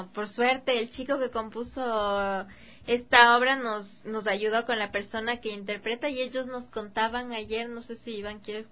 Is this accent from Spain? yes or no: no; Ecuador; incluso yo como ecuatoriana necesito aprender más de mi cultura